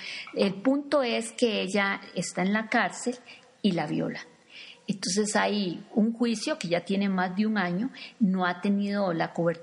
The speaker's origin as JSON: {"language": "Spanish", "country": "Costa Rica", "said": "tal vez para nosotros como costarricenses decimos"}